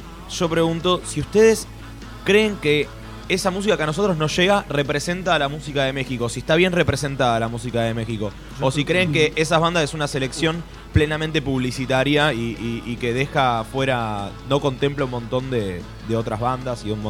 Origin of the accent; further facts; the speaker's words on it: Argentina; yo siento que a mí me representan como, como argentino